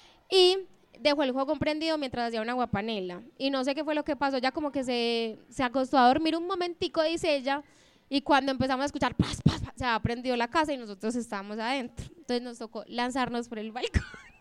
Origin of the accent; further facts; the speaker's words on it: Medellín, Antioquia, Colombia; also born or lived in Sopetrán; Cuando nosotros llegamos a vivir aquí a Medellín, porque yo no nací en Sopetrán, pero viví en Sopetrán dos años, y luego me trajeron acá y viví en uno de los prostíbulos que quedaba por las camas de Amelia.